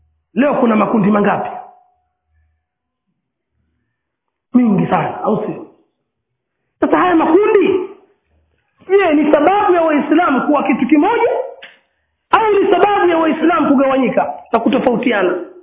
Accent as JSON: {"language": "Swahili", "town": "Pangani", "region": "Tanga Region", "country": "Tanzania", "said": "Kama ni kule kwetu kuna amiri wa Pangani, kuna amiri wa Tanga, kuna amiri wa Tanzania."}